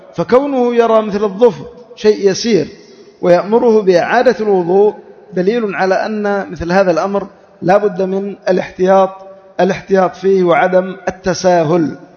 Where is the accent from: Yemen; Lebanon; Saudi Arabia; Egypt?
Yemen; على وجه الخصوص عندنا في اليمن